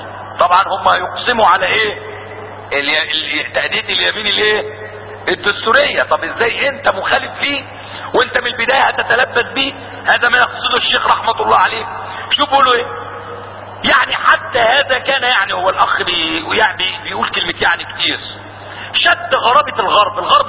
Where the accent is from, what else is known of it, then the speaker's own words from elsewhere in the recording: Syria; عندنا في سوريا